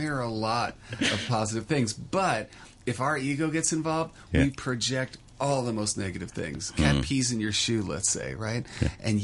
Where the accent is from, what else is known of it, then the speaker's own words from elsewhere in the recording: New York, United States; now in Hong Kong; I'm from New York, and Hong Kong is very much the same, apartment living.